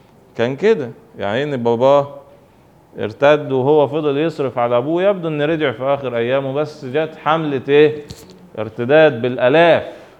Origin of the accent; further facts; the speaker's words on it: Egypt; لان هو متسجل عندنا في تاريخنا احنا كمصريين